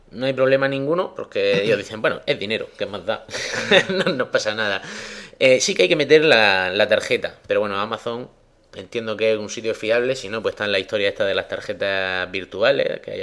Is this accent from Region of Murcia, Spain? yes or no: yes; Murcia, Region of Murcia, Spain; ¿cómo me compro yo esto si yo soy un españolico de Murcia, que es peor todavía?